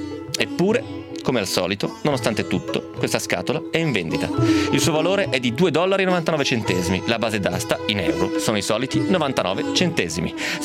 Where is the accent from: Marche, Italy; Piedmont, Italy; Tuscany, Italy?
Piedmont, Italy; Romentino; now in Milan, Italy; vengo da Romentino, vivo a Milano, in provincia di Milano.